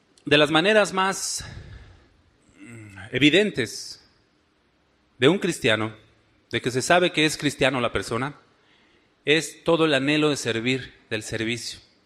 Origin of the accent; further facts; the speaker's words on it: Mexico City, Mexico; Esos chilangos utilizan mucho la che, ¿verdad? Bueno, denme chance, soy chilango.